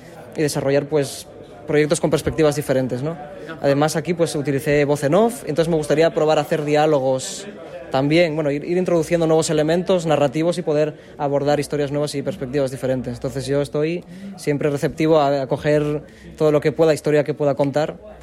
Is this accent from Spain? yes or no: yes; Nava, Asturias, Spain; pero yo soy de Nava, es donde vivo.